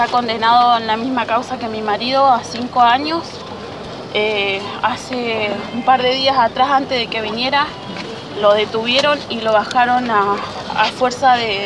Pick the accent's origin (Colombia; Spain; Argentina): Argentina; Santa Cruz; soy de la Acera Santa Cruz